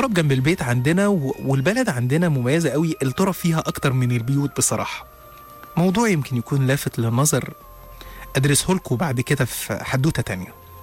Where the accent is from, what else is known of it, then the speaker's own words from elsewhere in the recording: Upper Egypt, Egypt; أنا اتولدت وعشت في الصعيد من مواليد إيدين الست الداية أم حسن في 12/2 سنة 1985.